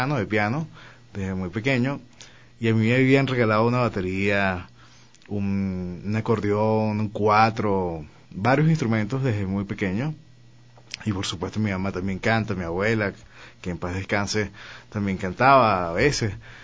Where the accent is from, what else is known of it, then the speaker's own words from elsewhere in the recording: Cumaná, Sucre, Venezuela; mi casa, donde me crié, en Cumaná, es una casa absolutamente musical.